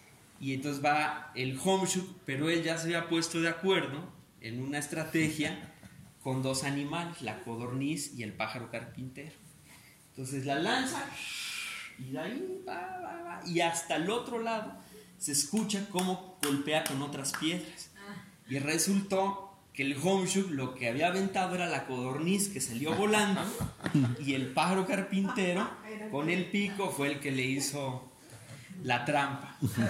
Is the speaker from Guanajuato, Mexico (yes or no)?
no; Veracruz, Mexico; la tercera cosmovisión es de la región de donde yo vengo, bueno, más o menos cercano del actual estado de Veracruz, en la parte